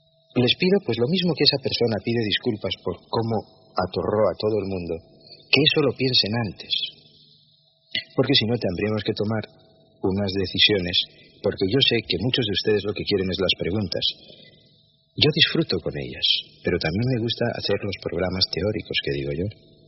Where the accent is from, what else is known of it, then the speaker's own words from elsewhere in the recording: France; y siendo francesa tampoco me la identifico